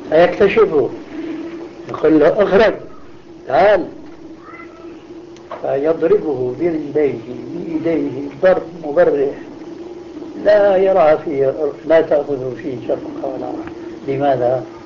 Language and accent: Arabic; Damascus, Damascus Governorate, Syria; أنا دراستي النظامية لا تتعدى الدراسة الابتدائية، وكانت الدراسة يومئذ عندنا في دمشق 5 سنوات.